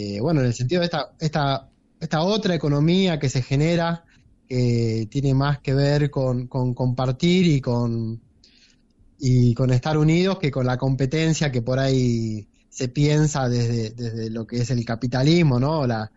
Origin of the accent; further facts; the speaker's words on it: Cosquín, Córdoba, Argentina; Como yo soy de acá de Cosquín.